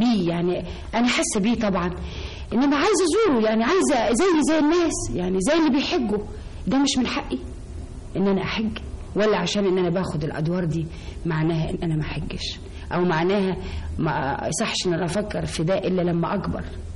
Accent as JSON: {"language": "Arabic", "town": "Alexandria", "region": "Alexandria Governorate", "country": "Egypt", "said": "أنا أولا من اسكندرية ومن محرم بيه."}